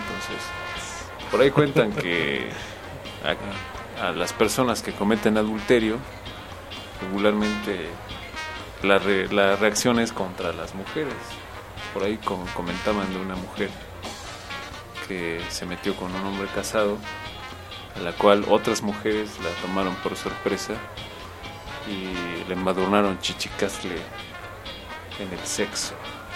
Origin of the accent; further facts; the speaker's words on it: Tetela de Ocampo, Puebla, Mexico; Yo soy originario de la Sierra Norte, allá por Tetela de Ocampo, un pueblo llamado Ixtolco. Un saludo a esa tierra.